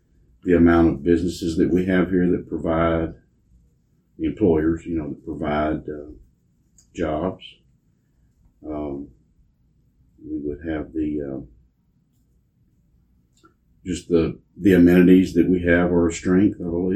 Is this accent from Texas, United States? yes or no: yes; Navasota, Texas, United States; also born or lived in Houston; My grandparents lived here, and I was born in Houston. My dad was working out of town at the time. He ended up coming back to Navasota when I was about three, so pretty much been here all my life.